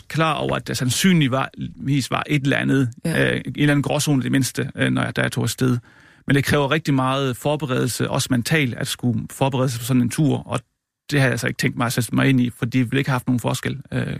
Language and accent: Danish; Region of Southern Denmark, Denmark; Jeg er levbosejsansker fra Sønderjylland.